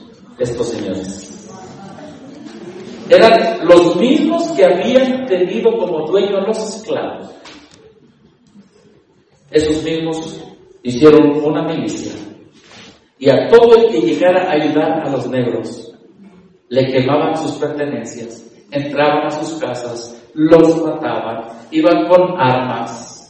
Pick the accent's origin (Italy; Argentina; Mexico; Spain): Mexico; Y como soy mexicano, ellos odian a los que no son.